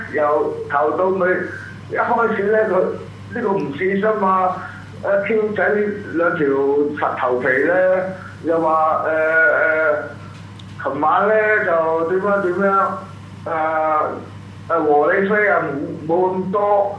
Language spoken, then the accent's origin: Cantonese; Hong Kong; 我哋香港人想靠美國佬咧